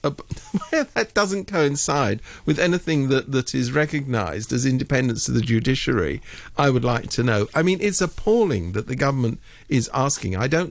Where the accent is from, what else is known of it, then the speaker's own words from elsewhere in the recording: United Kingdom; being a Brit myself.